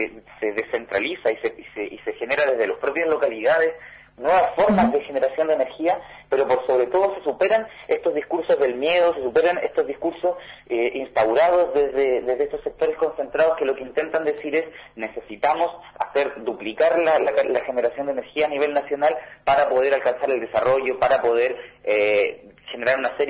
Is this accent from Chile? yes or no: yes; Chile; yo soy de Chile